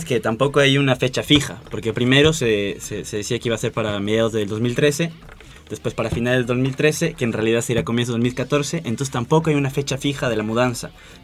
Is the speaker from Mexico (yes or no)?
no; Ecuador; now in Buenos Aires, Argentina; Yo, por ejemplo, yo vengo del Ecuador y el primer día que llegué acá a Buenos Aires